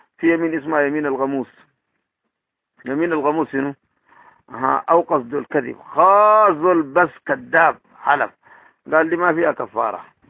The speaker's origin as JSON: {"language": "Arabic", "country": "Sudan", "said": "السودان عندنا موحات كتاب الدين. موحات كتاب الدين دي هاتوه قرآن كده دي الدارجة بتاعتنا"}